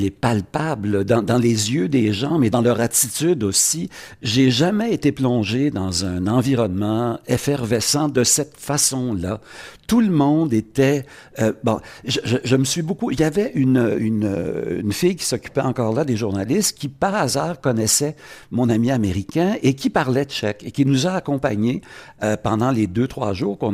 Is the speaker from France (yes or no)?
no; Quebec, Canada; je ne suis pas un gros méchant américain, je suis un Québécois, un Canadien